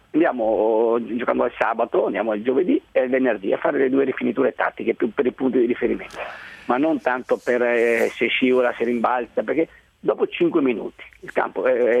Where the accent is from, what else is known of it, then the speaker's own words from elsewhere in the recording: Montebelluna, Veneto, Italy; now in Udine, Italy; sono di Montebelluna, provincia di Treviso, Veneto, e però adesso sono stabilizzato lì a Udine, quando ho fatto calciatore mi sono sposato lì